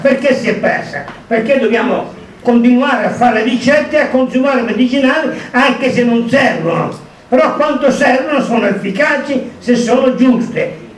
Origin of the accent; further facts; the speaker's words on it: San Giovanni Rotondo, Apulia, Italy; non qui al mio paese, San Giovanni Rotondo in Meridione